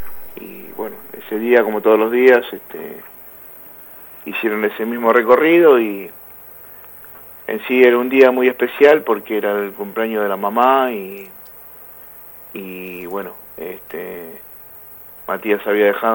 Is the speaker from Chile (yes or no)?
no; San Justo, Buenos Aires Province, Argentina; y nosotros somos de San Justo.